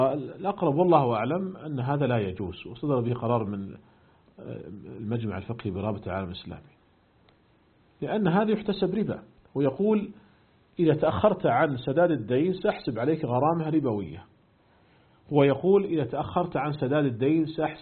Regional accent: Saudi Arabia; أيضا هنا عندنا في المملكة العربية السعودية

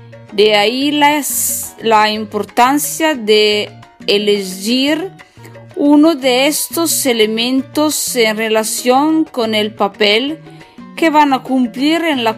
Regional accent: northern Italy, Italy; Spanish is a second language; recuerdo que yo soy italiana, del nord de Italia. Estudio español da sola.

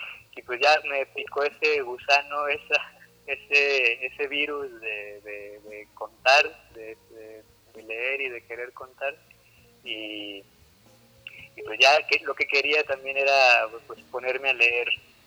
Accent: Torreón, Coahuila, Mexico; Yo soy de Torreón.

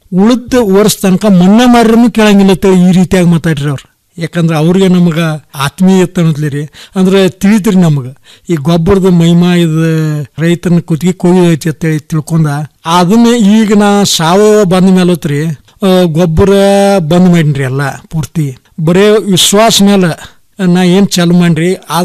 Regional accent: Hidkal, Karnataka, India; ನಮ್ದು ಬೆಳಗಾಂ ಜಿಲ್ಲೆ ರಾಯಬಾಗ ತಾಲೂಕು ಹಿಡಕಲ್ ಗ್ರಾಮ, ಹಿಡಕಲ್ ಬಸ್ ಸ್ಟ್ಯಾಂಡ್ ಸಮೀಪದಾಗ ನಮ್ದು ತೋಟ ಐತಿ.

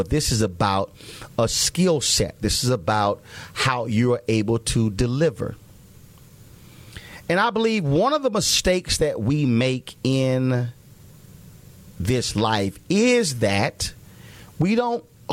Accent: Houston, Texas, United States; And again, we're hopeful that we'll be able to add my hometown of Houston.

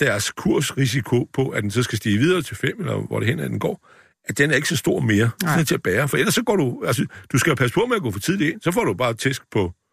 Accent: Kolding, Region of Southern Denmark, Denmark; Jeg kommer fra Kolding, ikke?

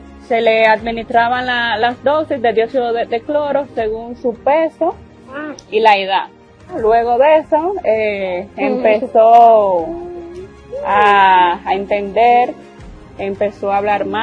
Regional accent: Dominican Republic; y soy de la República Dominicana.

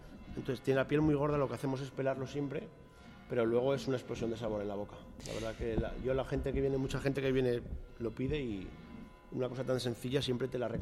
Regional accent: Fitero, Navarre, Spain; Yo era lo que quería desde que empecé a ser cocinero, abrir un restaurante en mi pueblo.

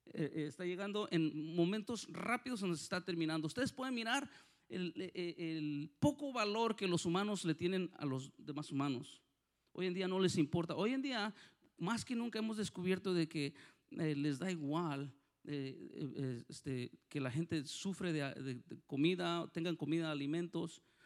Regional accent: Mexico; en México, yo soy de México, para los que no, que parezco italiano, pero soy de mexicano.

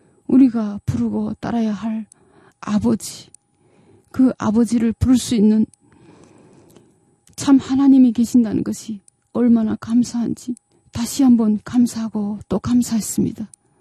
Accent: North Korea; now in South Korea; 저도 북한에 살 때 집에서 엄마가 그런 말을 했던 기억이 납니다.

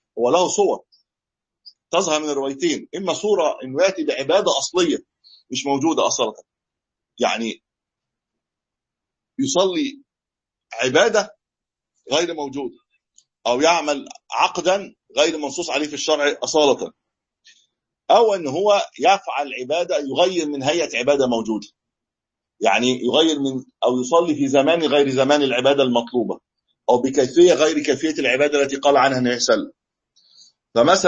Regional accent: Egypt; الناس بقى لها 300 سنه عندنا في مصر 300 700 سنه بيحتفل بالمولد النبوي

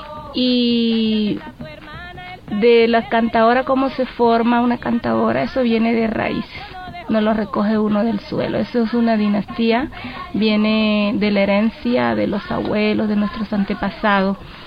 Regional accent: San Martín, Bolívar, Colombia; de participar en las festividades como en mi pueblo, andar detrás de las carrozas, como San Martín celebra la Navidad con tamboras

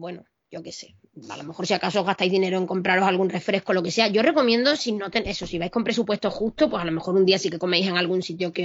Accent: Spain; A ver, ¿sabes que soy española? Que eso es mi sello de identidad.

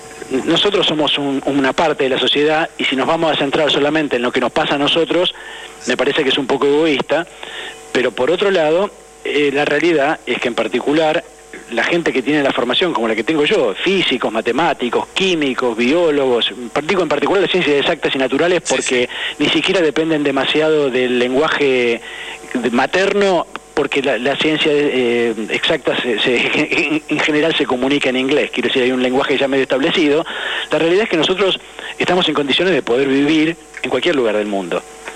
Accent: San Miguel, Buenos Aires Province, Argentina; born there; Yo soy nacido en San Miguel, provincia de Buenos Aires

